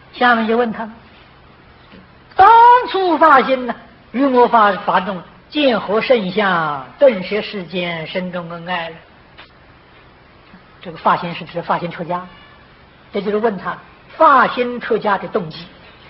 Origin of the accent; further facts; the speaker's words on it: China; 我们是现代人，又不是古人。我是中国人，又不是印度人